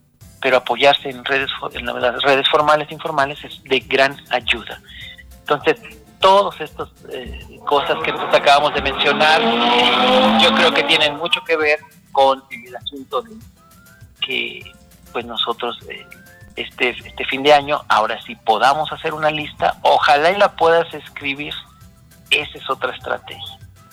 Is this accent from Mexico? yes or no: yes; Mexico; creo que los latinos somos, y los mexicanos desde luego, somos muy dados a echarnos la mano